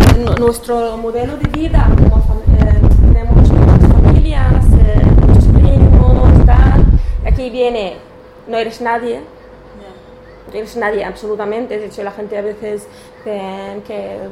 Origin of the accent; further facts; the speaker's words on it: Damascus, Damascus Governorate, Syria; Yo nací en Damasco y vivía en un que es ahora un barrio